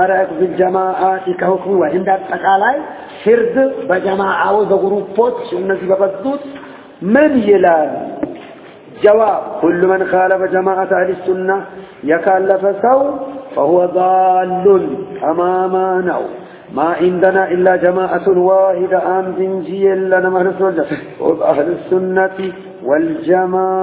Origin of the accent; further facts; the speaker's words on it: Sudan; إني أنا من السودان